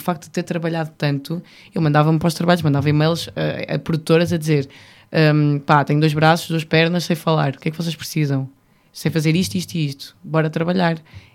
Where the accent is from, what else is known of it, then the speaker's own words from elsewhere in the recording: North, Portugal; eu sou do Norte. Vamos lá para as coisas como elas são. E nós, no Norte, adoramos receber a malta